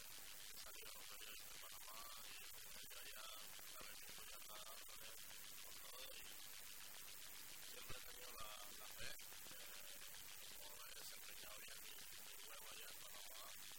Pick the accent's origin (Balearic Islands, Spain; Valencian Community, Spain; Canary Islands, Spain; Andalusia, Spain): Valencian Community, Spain; Elche; demostrar que soy de Elche y hacia Elche pero también como Elche